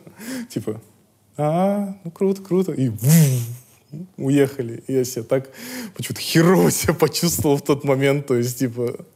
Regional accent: Astana, Kazakhstan; now in Almaty, Kazakhstan; В Астане я рос, а в Алма-Ате как-то прошла моя молодость, ну, до сих пор идет.

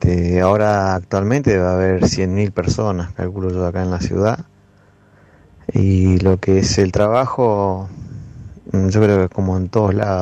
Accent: Ushuaia, Tierra del Fuego, Argentina; soy nacido y criado acá en Ushuaia.

